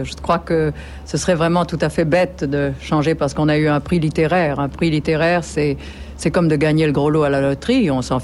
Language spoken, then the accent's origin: French; Provence-Alpes-Côte d'Azur, France; je suis provençale, de père, de mère, de grand-père, de grand-mère, et cela depuis pas mal de générations